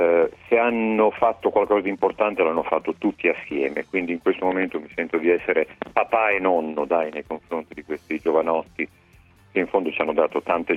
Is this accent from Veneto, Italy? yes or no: no; Faenza, Emilia-Romagna, Italy; un ragazzino delle mie parti, di Faenza